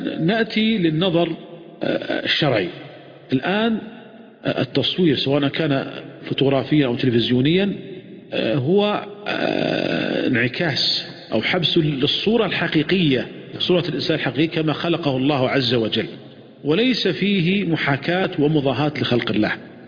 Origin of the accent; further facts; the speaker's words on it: Saudi Arabia; ولذلك كان قديما عندنا في المملكة العربية السعودية، وأذكر ذلك لما يعني كنت صغيرا